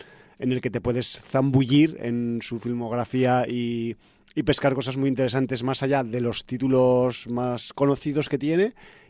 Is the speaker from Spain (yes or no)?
yes; Zaragoza, Aragon, Spain; born there; en los años 90, había en Zaragoza, mi ciudad natal